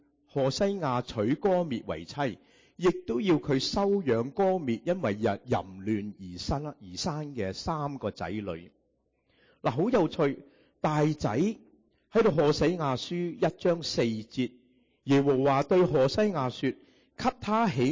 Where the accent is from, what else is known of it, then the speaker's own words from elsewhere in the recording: Guangdong, China; 我们广东人说什么？一脚踏两船，是吗？